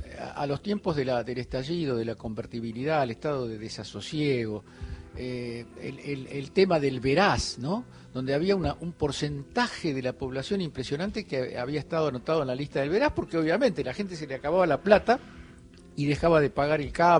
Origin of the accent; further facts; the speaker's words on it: Argentina; estaba tramitando mi doble ciudadanía. Yo soy también italiano, aparte de argentino.